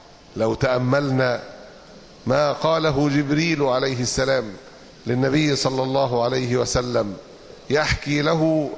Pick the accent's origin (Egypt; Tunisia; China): Egypt; بلادنا تعاني، أمتنا تعاني، لا أقصد بلادنا مصر فقط،